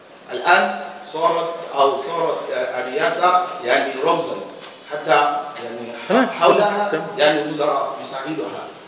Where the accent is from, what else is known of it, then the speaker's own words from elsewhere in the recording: Nigeria; Arabic is a second language; فمثلا عندنا في نيجيريا الان اتصلوا في هذه القضيه